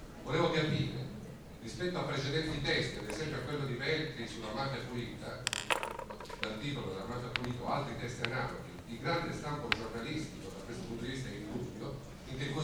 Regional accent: Apulia, Italy; io sono pugliese, forse cercatino, o comunque meridionale.

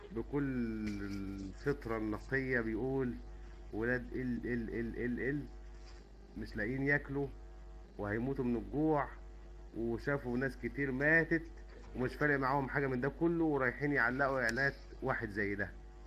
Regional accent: Syria; انا سوري ما بعرفش اتكلم كويس

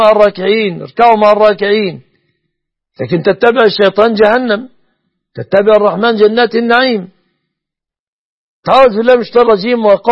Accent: Egypt

